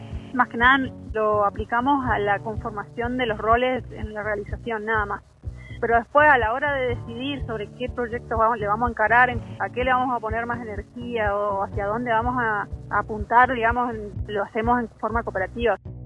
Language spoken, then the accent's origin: Spanish; Misiones, Argentina; como que soy de Misiones solamente tengo que hablar de los guaraníes.